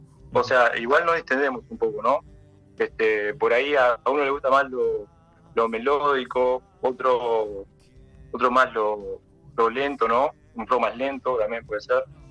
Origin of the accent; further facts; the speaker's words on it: Montevideo, Uruguay; Claro, sí, montevideanos los 4.